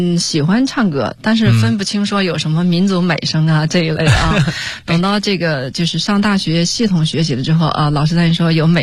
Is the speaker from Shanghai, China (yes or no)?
no; Tongbai, Henan, China; 河南。桐柏的，